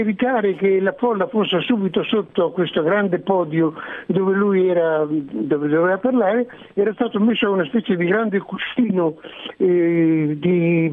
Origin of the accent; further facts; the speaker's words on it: Bologna, Emilia-Romagna, Italy; moved away as an adult; also born or lived in Ferrara; now in Florence, Italy; sono stato alcuni anni a Ferrara, poi a Bologna, sono nato a Bologna, poi sì, alcuni anni a Ferrara e poi tornato a Bologna, okay, fino a 24, fino a 20 anni.